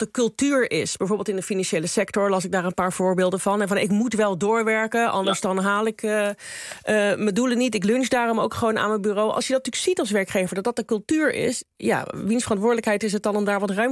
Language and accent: Dutch; Netherlands; Ik had begrepen dat het ook wel iets beter gaat dan een aantal jaar geleden met ons, hè? Als Nederlanders.